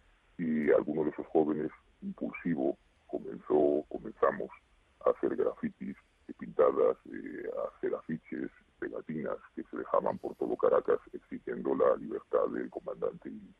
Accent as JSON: {"language": "Spanish", "country": "Spain", "said": "Lógicamente, yo soy español"}